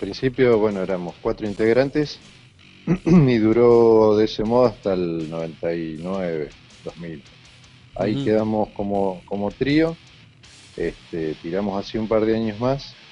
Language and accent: Spanish; Lima, Buenos Aires Province, Argentina; es un pueblo que se llama Lima, medio camino entre Zárate y Varadero, son 100 kilómetros más o menos ahí